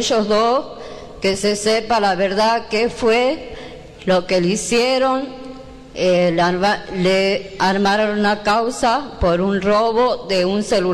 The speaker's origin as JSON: {"language": "Spanish", "town": "Ledesma", "region": "Jujuy", "country": "Argentina", "said": "Buenas noches a todos. Soy de Ledesma."}